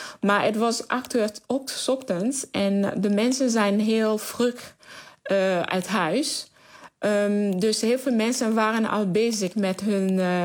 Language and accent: Dutch; Camp-Perrin, Sud, Haiti; Ik kom uit een stad van het zuiden departement. Die heet Camperin. En Camperin ligt ongeveer 7 tot 8 kilometer eigenlijk van het epicentrum.